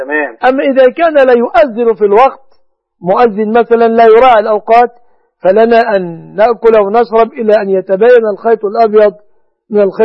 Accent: Egypt

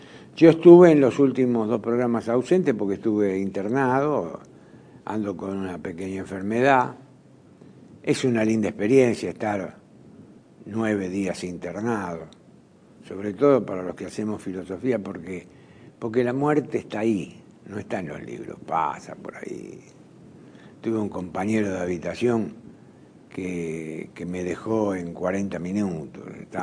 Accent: Argentina; Por algo nosotros somos argentinos, ¿no?

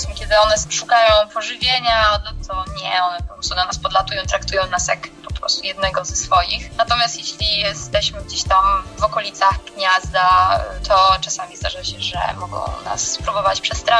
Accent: Masovian Voivodeship, Poland; bo wychowałam się, powiedzmy, sportowo u nas na Mazowszu, które nadal uwielbiam

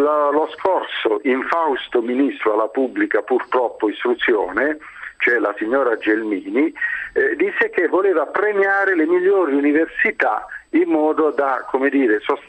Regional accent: Basilicata, Italy; Se sono lucano, per far prendere l'aereo, i cargo alle mie merci, devo andare nelle altre regioni.

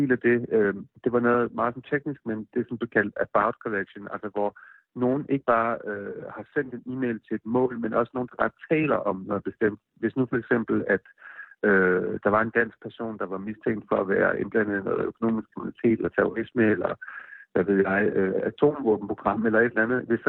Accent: Odense, Region of Southern Denmark, Denmark; now in United States; Altså jeg voksede op i Odense

